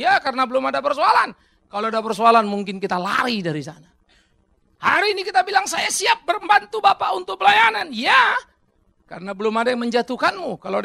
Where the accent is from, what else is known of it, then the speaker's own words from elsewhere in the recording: Pematangsiantar, North Sumatra, Indonesia; Saya Batak, susah bagi saya jadi Jawa. Saya asli dari Siantar sana.